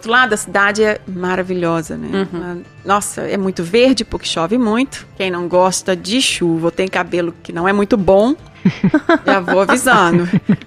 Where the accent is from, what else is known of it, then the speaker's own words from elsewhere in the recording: Minas Gerais, Brazil; Por exemplo, eu sou de Minas, eu acho que eu tive uma sombrinha na minha vida.